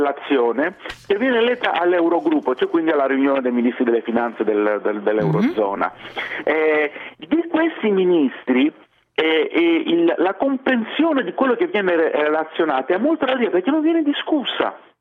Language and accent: Italian; Greece; I cittadini, quando sanno, vengono a sapere che sono greco perché per il mio nome o per altri motivi